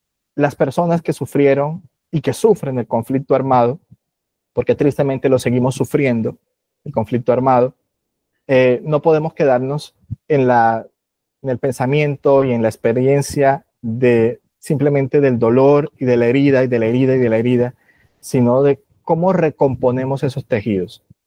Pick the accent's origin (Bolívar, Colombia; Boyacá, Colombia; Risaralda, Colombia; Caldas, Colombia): Bolívar, Colombia; María la Baja; born there; soy autor del Caribe colombiano. Yo nací en María la Baja, Bolívar, que es en el centro de los Montes de María.